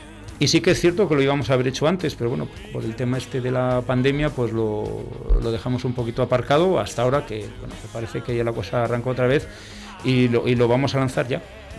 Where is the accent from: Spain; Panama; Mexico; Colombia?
Spain; Burgos, Castile and León; no nos olvidamos que nosotros somos de Burgos, y entonces el proyecto nace en Burgos